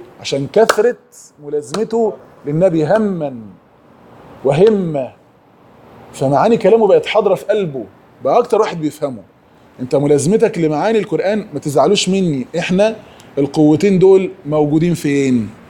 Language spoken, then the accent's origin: Arabic; Egypt; انا نفسي في برنامج تلفزيوني كان في قناة امجاد عندنا في مصر،